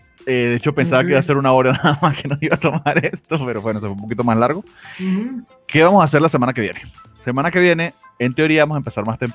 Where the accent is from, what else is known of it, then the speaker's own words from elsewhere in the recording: Venezuela; now in Mexico; yo que vengo de Venezuela y por algo estoy aquí en México